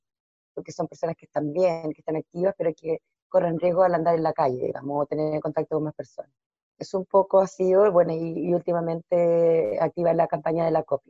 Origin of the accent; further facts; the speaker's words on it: Valparaíso, Chile; de Cerro Alegre también.